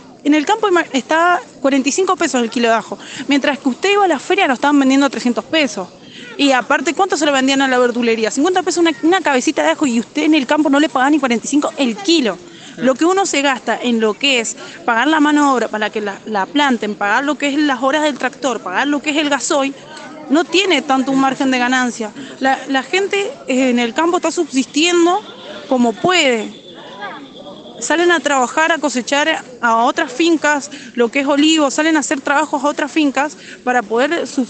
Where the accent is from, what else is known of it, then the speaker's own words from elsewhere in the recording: Lavalle, Mendoza, Argentina; soy del Jocolí Viejo La Valle, es por la ruta 40, unos 2 kilómetros antes del cruce de La Valle, por la ruta 34.